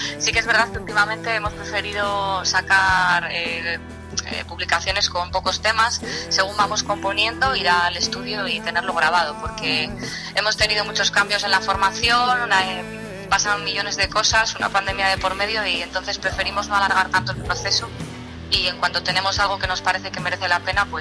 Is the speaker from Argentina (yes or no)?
no; Oviedo, Asturias, Spain; now in Santander, Spain; yo soy de Oviedo. Llevo ya viviendo muchos años en Santander, pero vamos, que soy de allí, como está cerquina, pues nada, voy de vez en cuando.